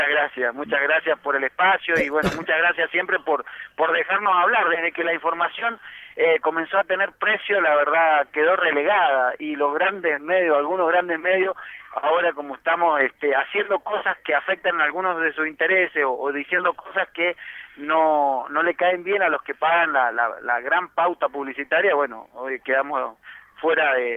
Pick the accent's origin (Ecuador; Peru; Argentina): Argentina; Chilecito; lo que nosotros conocíamos allá en mi pueblo, en Chilecito, como el circo criollo, ¿no?